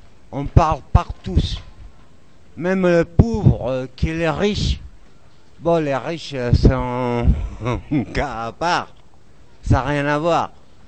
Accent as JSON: {"language": "French", "country": "Spain", "said": "Bonsoir à tout le monde, je viens d'ailleurs. Je viens de l'Espagne."}